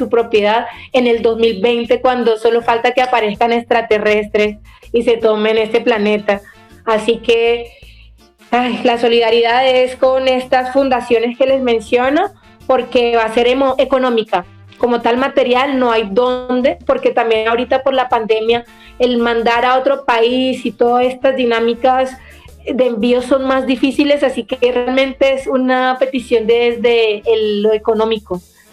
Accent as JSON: {"language": "Spanish", "country": "Colombia", "said": "quiero contarles que somos de Colombia, pero parte de nuestro territorio ancestral pertenece a Nicaragua"}